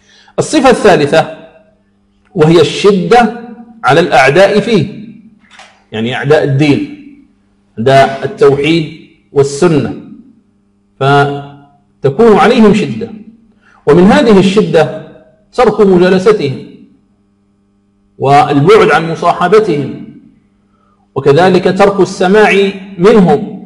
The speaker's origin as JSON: {"language": "Arabic", "country": "Algeria", "said": "موجهة للدعاة في بلدنا الجزائر"}